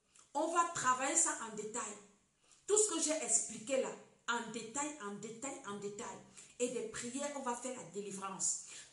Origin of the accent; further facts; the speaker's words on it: Cameroon; comme on dit chez nous au Cameroun.